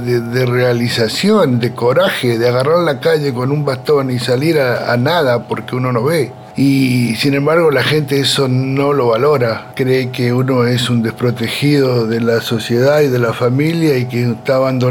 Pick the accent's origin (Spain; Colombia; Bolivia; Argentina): Argentina; Bariloche, Río Negro; born there; Soy nacido en Bariloche, tengo 64 años.